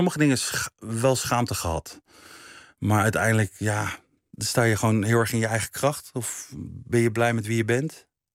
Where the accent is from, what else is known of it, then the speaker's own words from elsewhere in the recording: The Hague, South Holland, Netherlands; Ik ben opgegroeid in Laakkwartier in Den Haag. Een volkse wijk.